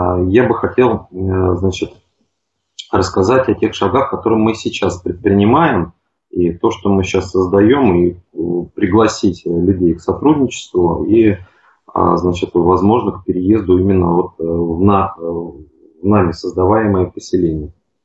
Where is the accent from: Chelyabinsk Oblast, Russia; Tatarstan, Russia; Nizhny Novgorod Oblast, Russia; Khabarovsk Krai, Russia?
Nizhny Novgorod Oblast, Russia; Nizhny Novgorod; я из Нижнего Новгорода. Сам живу как бы не в самом Нижнем, а на земле.